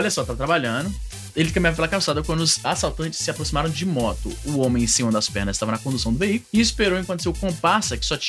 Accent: Ceará, Brazil; Porque voltamos à minha terrinha. A minha terrinha

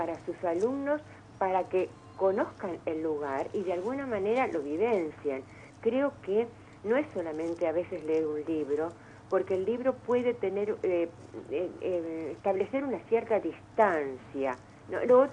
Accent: Argentina; tiene que ver con nuestra identidad como argentinos

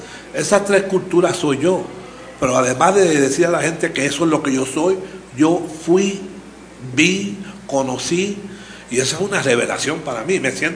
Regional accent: Puerto Rico; lo que yo soy, un puertorriqueño, hispano, negro, indígena

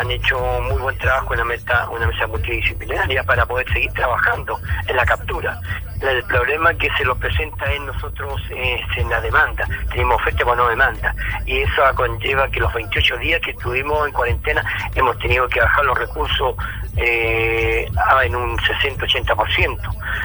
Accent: Chile; hemos sufrido muchísimo en esta pandemia, como todo chileno

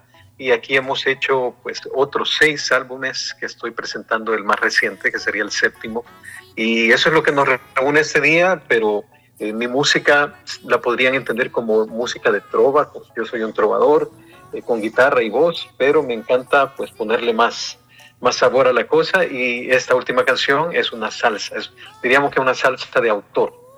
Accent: Cojutepeque, Cuscatlán, El Salvador; Yo soy de un pueblo en el centro del Salvador que se llama Cojutepeque, que significa el Cerro de los Coyotes.

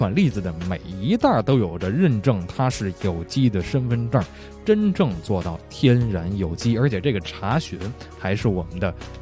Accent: Beijing, China; 所以特别受到咱们北京人的喜欢。

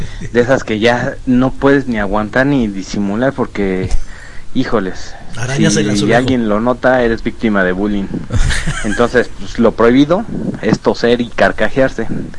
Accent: Mexico; para no quedarme atrás como buen mexicano

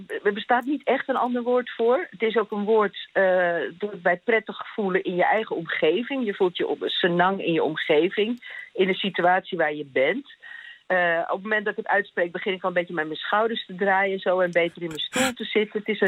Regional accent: Amsterdam, North Holland, Netherlands; Ik ben geboren getogen in Amsterdam.

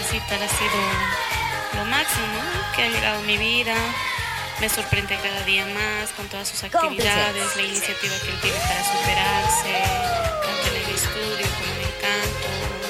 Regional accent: La Paz, Bolivia

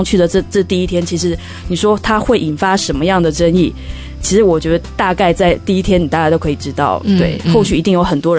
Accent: Taiwan; 我觉得作为一个台湾人就是特别无力

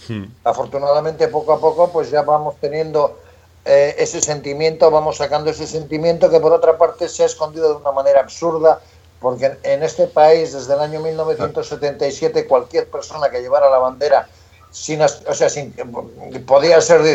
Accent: Basque Country, Spain; como vasco, como persona que vivió todo el nacimiento del movimiento pacifista vasco con Gesto por la Paz, Basta Ya y de las víctimas del terrorismo.

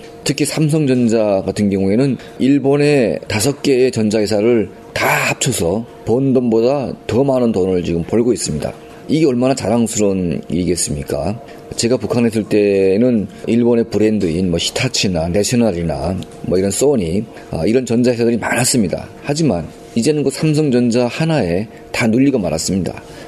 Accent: North Korea; moved away; 제가 1992년도에 첫 탈북을 해서 중국에 있을 때

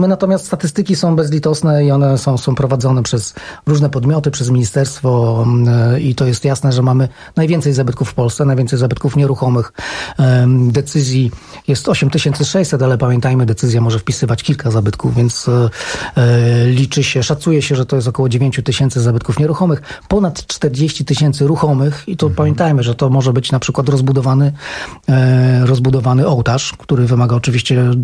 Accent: Wrocław, Lower Silesian Voivodeship, Poland; Ja jestem wrocławianinem

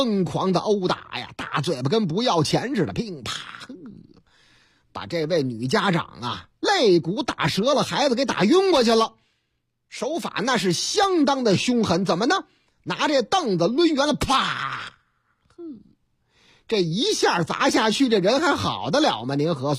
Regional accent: Northeast China, China; 我老家那个极个别的，那太能战斗了。老家，你看。东北的事儿吗？

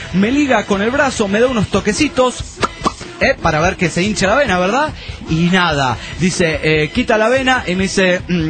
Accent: Mazatlán, Sinaloa, Mexico; de Mazatlán, Sinaloa, México.

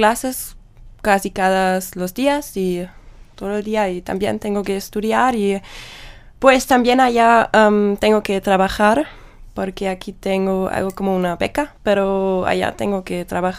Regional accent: Baden-Württemberg, Germany; Spanish is a second language; Pues soy del sur de Alemania. Es más o menos un pueblo, pero es en Baden-Württemberg y es entre Stuttgart, la capital de Baden-Württemberg, y entre el Stuttgart y el lago de Constancia.

